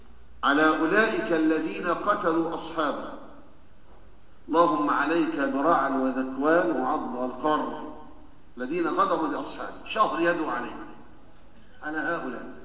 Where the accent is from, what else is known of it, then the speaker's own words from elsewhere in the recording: Egypt; ونحن كما نعلم بنمر بشدائد ونوازل في بلدنا مصر